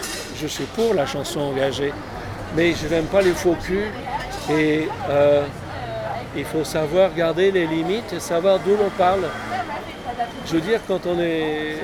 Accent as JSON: {"language": "French", "town": "Paris", "region": "Île-de-France", "country": "France", "tie": "born there", "said": "Non, je suis né à Paris. Neuilly, c'est une banlieue proche. C'est une banlieue résidentielle, riche, de snob."}